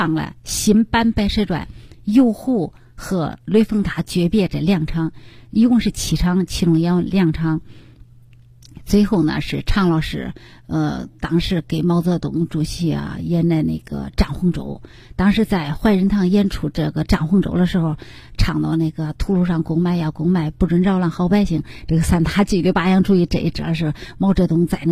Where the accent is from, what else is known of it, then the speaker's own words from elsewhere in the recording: Henan, China; 展现我们河南人的形象，河南人的风采